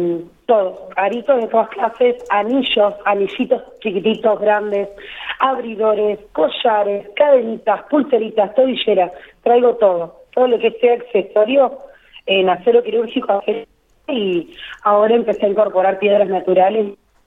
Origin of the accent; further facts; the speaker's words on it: Ingeniero Jacobacci, Río Negro, Argentina; now in La Pampa, Argentina; Yo vengo de una provincia de Río Negro, soy de un pueblito muy chiquito, y de Ingeniería Jacobacci